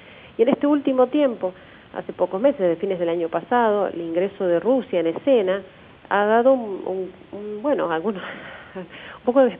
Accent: Argentina; Bueno, pues yo pertenezco, soy argentina

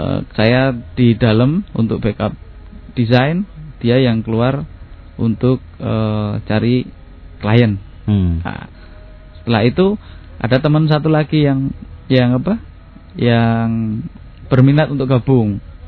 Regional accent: Surakarta, Central Java, Indonesia; Iya, saya Solo karena saya terpisah dengan ibu dari usia 12 tahun karena saya ikut bude saya

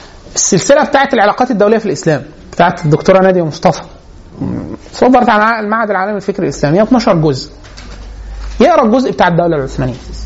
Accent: Egypt; ده حتى مش الالم بتاعنا كمصري

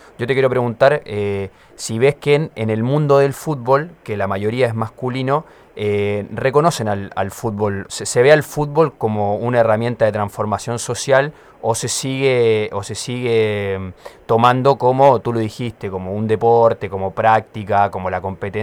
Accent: Chile; Y que por lo menos yo que vengo de Chile

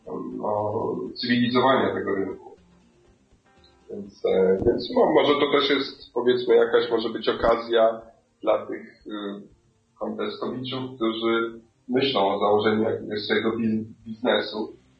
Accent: Kenya; Mimo, że sam pochodzę z Kenii i coś tam, że nie powinienem tego mówić

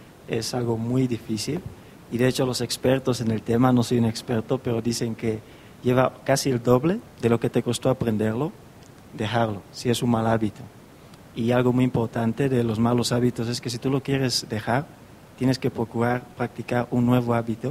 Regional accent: Equatorial Guinea; now in Spain; Yo vengo de Guinea Ecuatorial, de África, pero ahora que estoy aquí, vengo directamente de España, no vengo de mi país. Y estoy aquí estudiando.

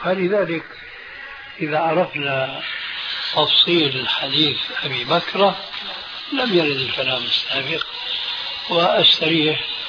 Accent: Syria

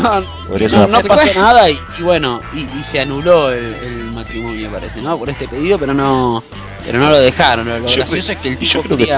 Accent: Rosario, Santa Fe, Argentina; Y que sucede esta noticia insólita en mi ciudad natal, que es Rosario, ¿no?

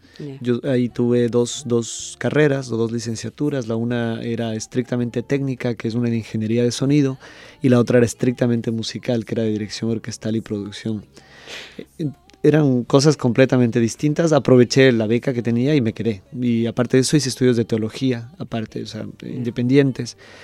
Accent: Ecuador; es un honor, honestamente, y como ecuatoriano, un orgullo.

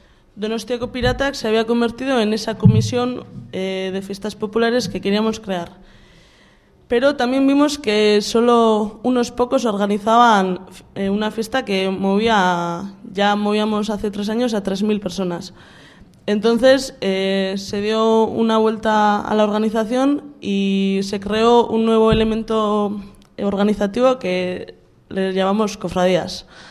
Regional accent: Basque Country, Spain; Euskaldun, porque somos de Euskal Herria

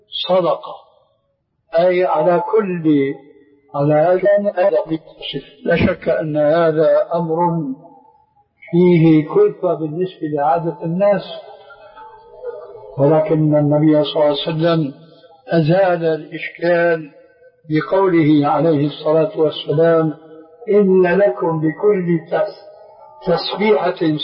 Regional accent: Syria; يقولون: عندنا في سوريا كالحرذون في حيوان برية

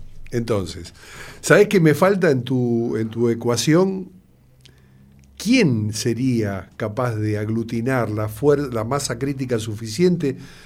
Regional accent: Buenos Aires, Argentina; nosotros somos porteños centristas

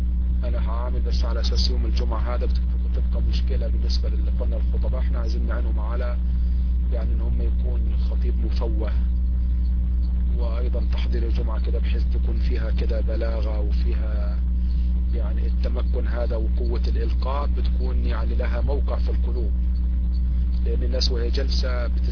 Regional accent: Egypt; يعني أنا مصري وعارف، وغالبا يعني هذا يحصل

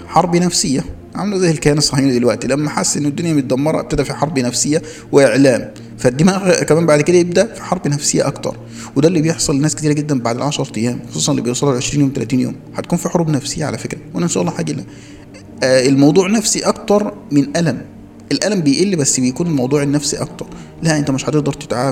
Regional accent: Egypt; احنا عندنا في مصر

